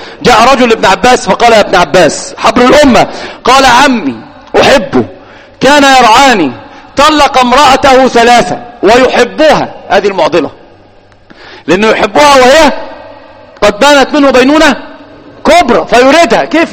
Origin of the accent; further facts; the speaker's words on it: Egypt; الآن في الإحصائيات على الأقل عندنا في مصر